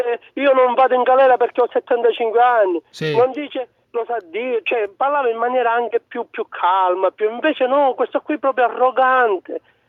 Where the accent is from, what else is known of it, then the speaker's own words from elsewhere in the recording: Sicily, Italy; Sì, io sono siciliano di Agrano Catania.